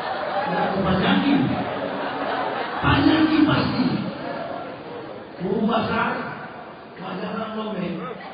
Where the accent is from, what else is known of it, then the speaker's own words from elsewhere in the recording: Manado, North Sulawesi, Indonesia; saya ini orang Manado.